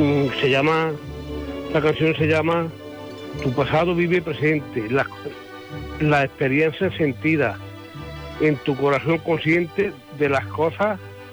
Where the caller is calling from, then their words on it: Lucena, Andalusia, Spain; de Lucena de Córdoba.